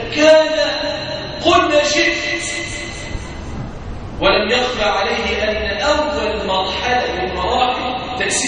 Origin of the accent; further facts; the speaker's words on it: Egypt; اللهم اجعل بلادنا مصر راحة للهم والأمان